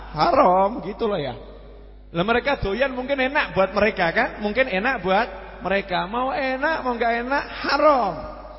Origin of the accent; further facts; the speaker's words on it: Surakarta, Central Java, Indonesia; born there; Syukur lahir jadi wong Solo. Ya, saya bilang syukur lahir jadi orang Solo, lahir di Indonesia.